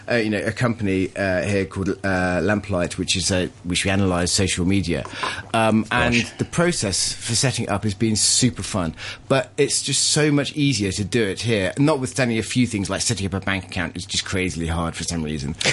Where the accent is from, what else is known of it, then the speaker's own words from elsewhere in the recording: East Midlands, United Kingdom; I grew up in Leicestershire, and Leicester is 50% non-white.